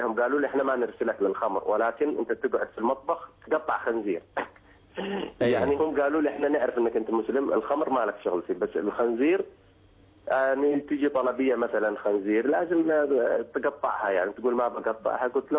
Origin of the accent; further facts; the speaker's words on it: Somalia; Arabic is a second language; طبعا عائلة أنا كبيرة في الصومال، أنا صومالي